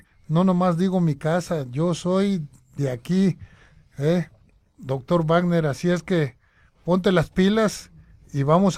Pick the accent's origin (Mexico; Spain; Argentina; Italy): Mexico; Guadalajara, Jalisco; born there; Yo nací en Guadalajara, yo venía aquí al Progreso